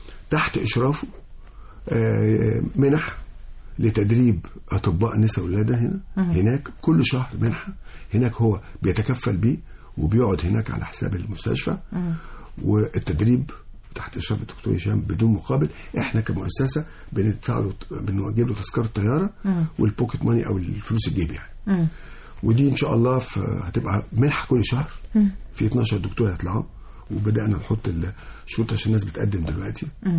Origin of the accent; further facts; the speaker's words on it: Egypt; لان احنا اولاد مصر